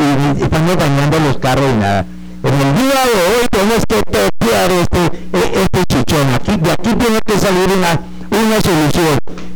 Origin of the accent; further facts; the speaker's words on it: Espinal, Tolima, Colombia; la verdad no somos de Flandes, venimos de una comisión del Espinal. Yo soy vocero de un sector del Espinal